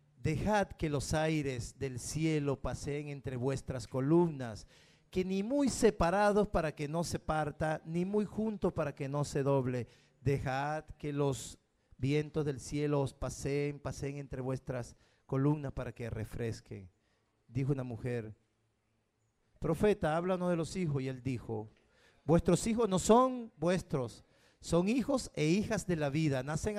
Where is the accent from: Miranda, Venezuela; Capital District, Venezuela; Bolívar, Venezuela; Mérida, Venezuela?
Capital District, Venezuela; Caracas; Soy de La Vega, 250 escalones por allá arriba, después el vendedor de chirri, ahí estoy al lado.